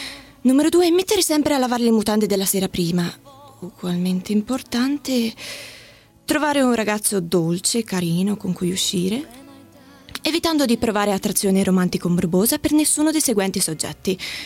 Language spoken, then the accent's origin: Italian; Genoa, Liguria, Italy; Vengo da Genova